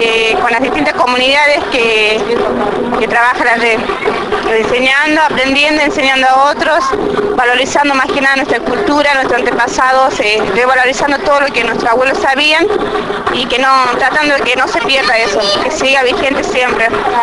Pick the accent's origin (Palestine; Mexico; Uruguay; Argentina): Argentina; Tilcara, Jujuy; soy de Tilcara, departamento de Tilcara, la provincia de Jujuy.